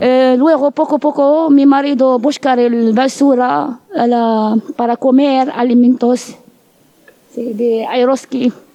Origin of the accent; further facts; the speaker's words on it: Morocco; Spanish is a second language; moved away as an adult; now in Spain; de Marruecos. Tengo 31 años. Yo vengo en España para cambiarme la vida.